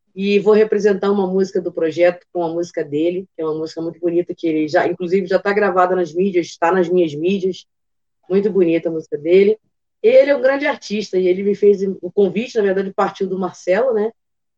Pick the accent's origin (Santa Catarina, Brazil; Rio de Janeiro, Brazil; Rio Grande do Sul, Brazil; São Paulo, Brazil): Rio de Janeiro, Brazil; Nova Iguaçu; Eu falo aqui do Rio de Janeiro, né? Sou da Baixada aqui de Nova Iguaçu. Isso é da área aqui da rapaziada da Baixada.